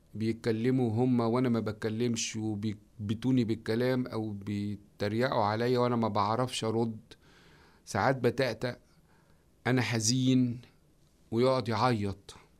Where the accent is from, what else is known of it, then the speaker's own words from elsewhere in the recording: Egypt; قلت له ده احنا عندنا في مصر بتلم الجيران